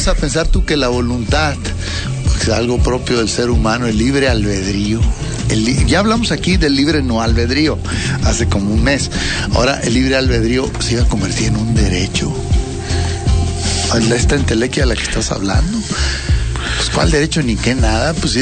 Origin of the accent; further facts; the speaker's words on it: Torreón, Coahuila, Mexico; el Estado Lagunero, soy de Torreón, y estamos en una lucha muy difícil